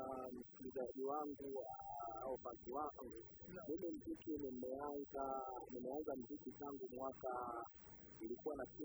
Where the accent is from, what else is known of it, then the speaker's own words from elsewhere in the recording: Tanzania; mimi ni Mtanzania kabisa halisi. Mimi baba yangu ni Mbena, mama yangu ni Mnyakyusa. Kwa hiyo mimi ni Mtanzania.